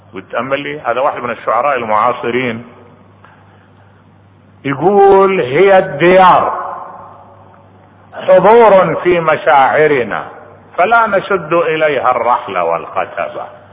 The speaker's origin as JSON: {"language": "Arabic", "country": "Iraq", "said": "واحد انقتل ببا خمرة عندنا بالعراق"}